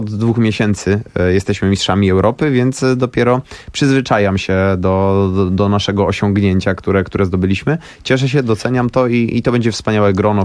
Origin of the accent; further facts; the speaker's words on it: Łódź, Łódź Voivodeship, Poland; Natomiast jestem z Łodzi, więc jeździłem 2-3 tygodnie w roku